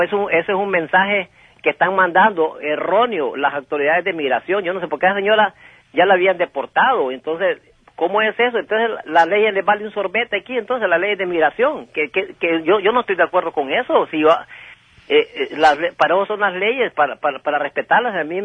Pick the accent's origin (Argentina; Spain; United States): United States; Los Angeles, California; mis padres vinieron, yo soy cuarta generación de aquí, ¿me entiendes? Yo aprendí español aquí en Los Ángeles